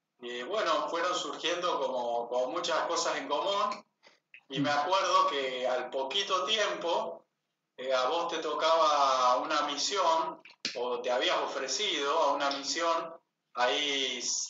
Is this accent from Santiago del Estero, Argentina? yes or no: no; Las Parejas, Santa Fe, Argentina; born there; also born or lived in Ledesma; Yo nací en Las Parejas, Santa Fe, porque mamá tenía un médico amigo de confianza que era su partero